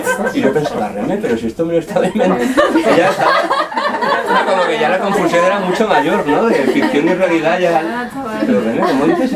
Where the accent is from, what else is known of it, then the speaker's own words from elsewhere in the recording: Godella, Valencian Community, Spain; Yo soy de Godella, un pueblo de Valencia, ¿no?